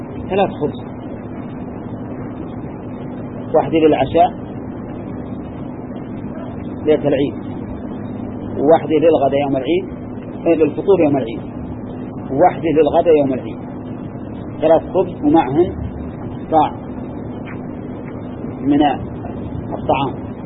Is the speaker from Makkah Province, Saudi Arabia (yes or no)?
no; Al-Qassim, Saudi Arabia; أقل من هذا الصاع الموجود عندنا في القصيم